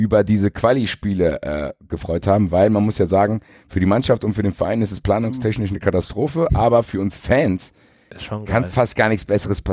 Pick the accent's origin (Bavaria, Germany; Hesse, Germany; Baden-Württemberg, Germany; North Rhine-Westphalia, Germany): Hesse, Germany; Frankfurt; Wir wollen auch gar nicht hier prallen als Frankfurter, weil wir da verwöhnt sind